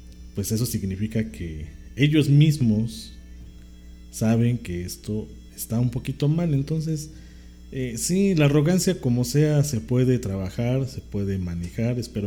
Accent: Mexico; pues de nosotros como mexicanos

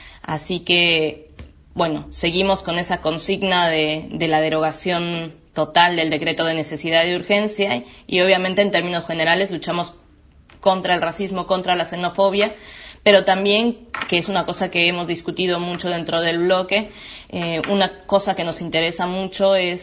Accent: Mexico; moved away as an adult; now in Argentina; soy de México y vivo acá en Argentina desde marzo de 2016, hace 3 años y medio aproximadamente.

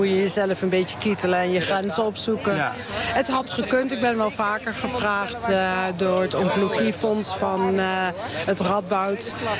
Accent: Nijmegen, Gelderland, Netherlands; now in Maarssen, Netherlands; Ik ben geboren en getogen Nijmeegse. Ik woon nu in Maarsen.

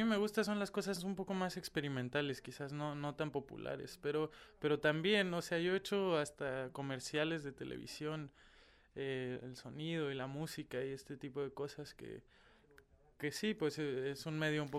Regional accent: Cuernavaca, Morelos, Mexico; also born or lived in Mexico City; Yo soy de México, de una ciudad que se llama Cuernavaca. Una ciudad más o menos pequeñita para las dimensiones del país. Y ahí empecé a estudiar, después me fui a la Ciudad de México.

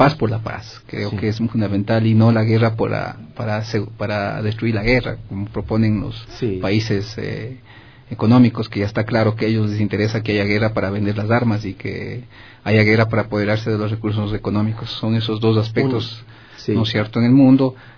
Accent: Cayambe, Pichincha, Ecuador; En Cayambe. Esa es mi tierra.

